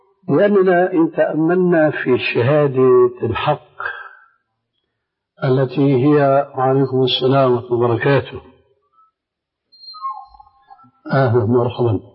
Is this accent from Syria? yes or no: yes; Syria; عندنا في سوريا العلويين والاسماعيليين.